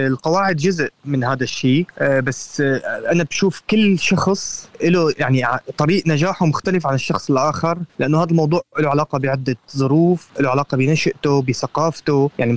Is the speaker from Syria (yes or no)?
yes; Syria; moved away as an adult; لما طلعت من سوريا فقدت الآخر